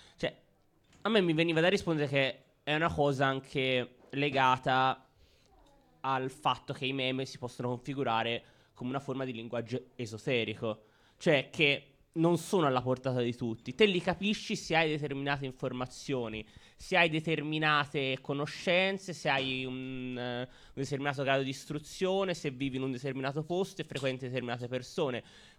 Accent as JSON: {"language": "Italian", "town": "Florence", "region": "Tuscany", "country": "Italy", "tie": "born there", "said": "siamo qui a Firenze, siamo nati a Firenze o comunque qui dintorno"}